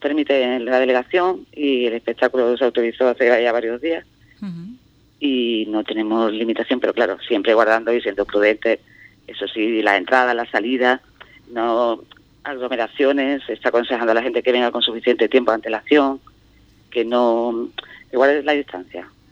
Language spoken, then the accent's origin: Spanish; Andalusia, Spain; yo que vengo de otra localidad de Cádiz, la fiera preciosa, vamos.